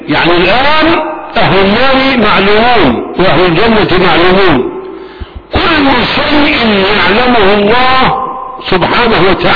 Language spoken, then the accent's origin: Arabic; Egypt; نحن أبناء مصر